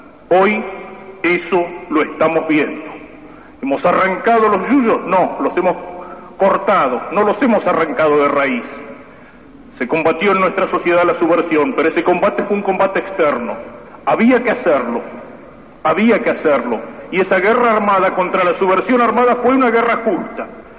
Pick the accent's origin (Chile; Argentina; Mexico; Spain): Argentina; Nos preocupa como argentinos, nos preocupa como católicos.